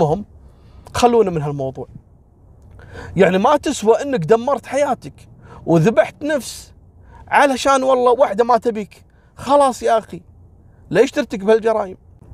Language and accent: Arabic; Kuwait; وسالفة اللي عندنا في الكويت اللي البنت رفضته وقام ذبحها بيوم زواجها.